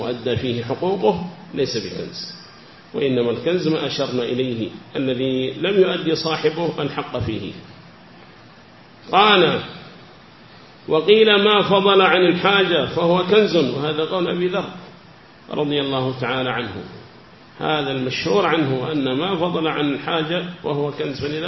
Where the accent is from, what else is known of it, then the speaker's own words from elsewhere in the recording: South Yemen, Yemen; فكان إذا كانت هناك عمارة عندنا في اليمن الجنوبي